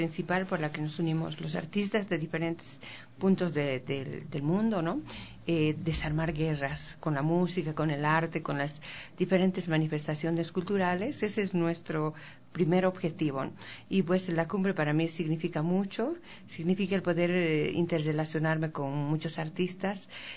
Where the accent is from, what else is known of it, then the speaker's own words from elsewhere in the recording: Bolivia; now in Ecuador; Vengo en representación de Bolivia, de mi país